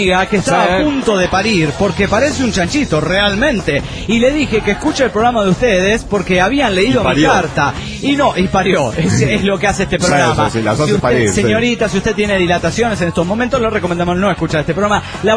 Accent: Buenos Aires, Argentina; soy de Buenos Aires, República Argentina. Tengo 24 años

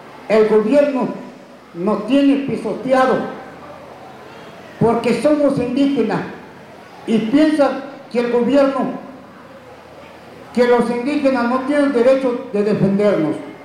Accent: San Juan Comaltepec, Oaxaca, Mexico; first language Chinantec; Spanish is a second language; pueblos indígenas, mi lengua es chinanteco. Yo presento, mis autoridades se encuentran en este lado. Somos municipio de San Juan Comaltepec

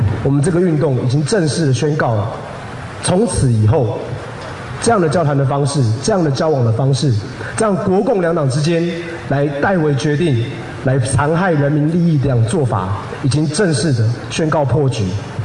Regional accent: Taiwan; 也让我们台湾人自己知道，过去几年来，甚至过去400年来

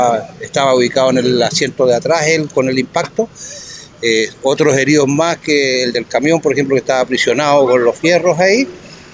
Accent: Osorno, Los Lagos, Chile; No, yo soy de Osorno.

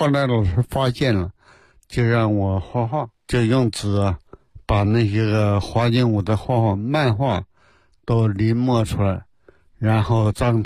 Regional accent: Yabuli, Heilongjiang, China; 没条件，在黑龙江省。后来念小学在亚布力滑雪

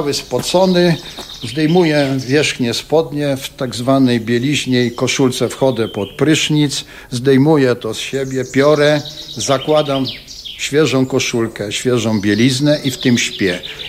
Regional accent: Kraków, Lesser Poland, Poland; Tak najbliżej gór to chyba jednak jestem ja, bo z Krakowa, prawda?

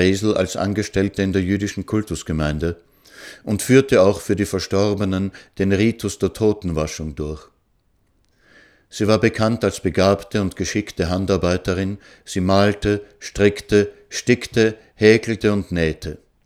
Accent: Israel; Ich bin in Israel aufgewachsen, wo nur wenige meiner Generation Großeltern hatten.

